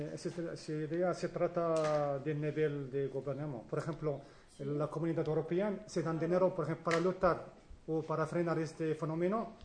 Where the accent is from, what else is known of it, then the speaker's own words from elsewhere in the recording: Morocco; yo soy de Marruecos